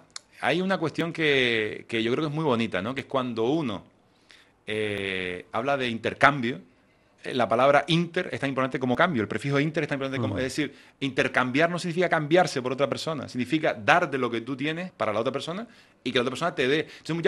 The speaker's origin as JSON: {"language": "Spanish", "region": "Canary Islands", "country": "Spain", "accent": "Canarian", "said": "Las personas que trabajamos en instituciones internacionales con nuestro acento canario"}